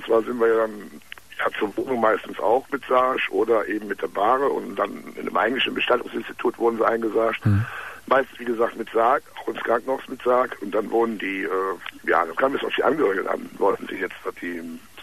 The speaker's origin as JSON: {"language": "German", "town": "Cologne", "region": "North Rhine-Westphalia", "country": "Germany", "said": "Also ich komme aus Köln, kann mir ruhig sagen."}